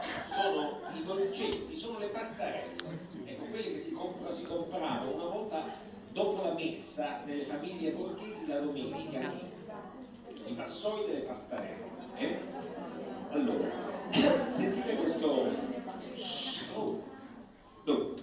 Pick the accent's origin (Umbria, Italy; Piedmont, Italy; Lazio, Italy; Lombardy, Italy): Lazio, Italy; Rome; Lo diciamo un po' alla romana, noi che siamo romani